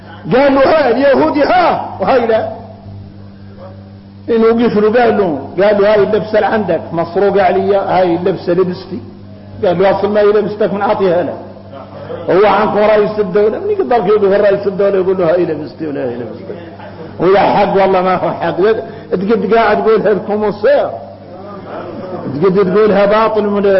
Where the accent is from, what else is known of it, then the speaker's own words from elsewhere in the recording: Mauritania; الغريب ان احنا موريتاني